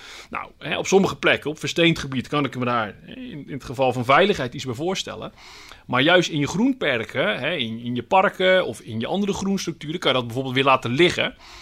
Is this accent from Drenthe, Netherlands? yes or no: no; Vlaardingen, South Holland, Netherlands; Ik kom uit Vlaardingen, daaraan grenst, hè, het Midden-Delflandgebied.